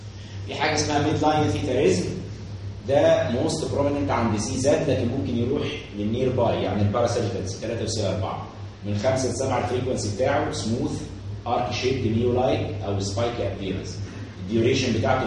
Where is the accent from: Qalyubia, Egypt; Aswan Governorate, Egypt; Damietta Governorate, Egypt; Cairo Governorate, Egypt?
Aswan Governorate, Egypt; Aswan; بصوا يا باشا زمان عندنا في اسوان، اسوان دي محافظه ملتم